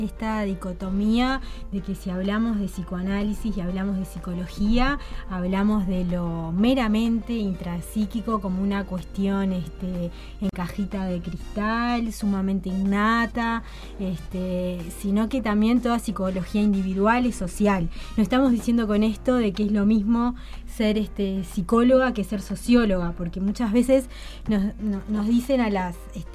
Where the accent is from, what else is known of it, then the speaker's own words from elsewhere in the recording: Montevideo, Uruguay; Soy psicóloga de la Universidad de la República, 33 años, ¿qué más? De Montevideo.